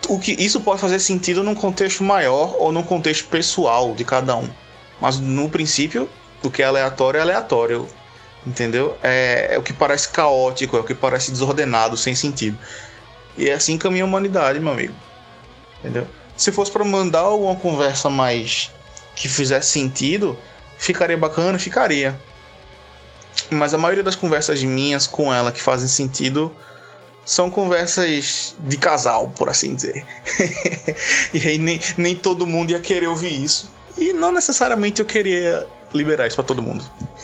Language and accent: Portuguese; Recife, Pernambuco, Brazil; Eu sou de Recife, ela é de Salvador, 800 km de distância.